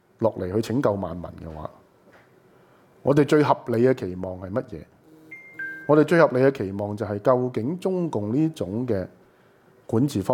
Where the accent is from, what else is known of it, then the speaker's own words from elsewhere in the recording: Hong Kong; 你们我们香港人本身那个的 struggle, 就不是只是上街示威啊这些东西